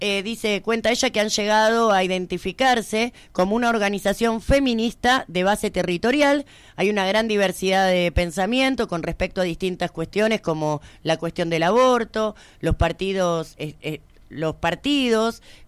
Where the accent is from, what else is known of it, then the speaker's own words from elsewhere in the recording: Chile; haciendo alusión sobre todo a que soy chilena